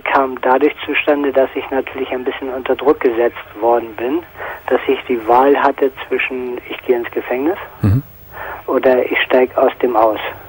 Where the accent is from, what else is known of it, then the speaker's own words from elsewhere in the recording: Ireland; now in Germany; Aber ich bin Ire.